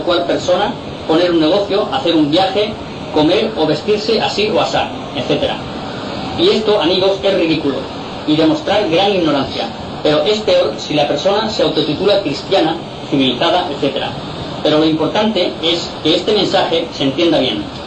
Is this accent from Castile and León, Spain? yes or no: no; Inca, Balearic Islands, Spain; now in Palma, Spain; Soy mallorquín, nacido en el pueblo de Inca. Hace muchos años que resido en Palma. Empecé a trabajar a la edad de 9 años, soy un obrero yesero ya jubilado. Tengo 74 años.